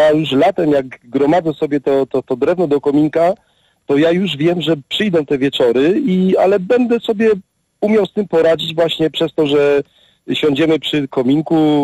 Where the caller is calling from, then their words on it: Katowice, Silesian Voivodeship, Poland; dzwonię z Katowic, ale jestem troszeczkę duchowo z Warmii, a troszeczkę duchowo z Beskidu Śląskiego.